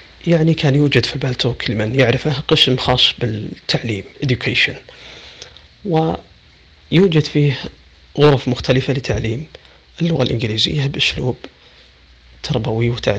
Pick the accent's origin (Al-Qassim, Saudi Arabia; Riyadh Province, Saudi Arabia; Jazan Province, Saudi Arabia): Riyadh Province, Saudi Arabia; Riyadh; من محافظة فيفا جنوب السعودية، لكن الولادة والنشأة والدراسة والإقامة في الرياض، من مواليد 1405 في شهر 8 الموافق 1985 ميلادي